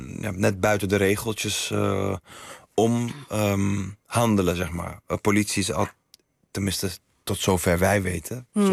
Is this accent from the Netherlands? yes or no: yes; Amsterdam, North Holland, Netherlands; Ik kom uit Amsterdam-Oost in de jaren 80. 87 ben ik geboren.